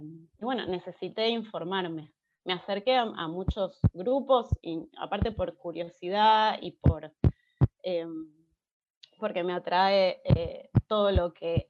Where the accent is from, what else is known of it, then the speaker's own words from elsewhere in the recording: Buenos Aires, Argentina; nací y vivo en Capital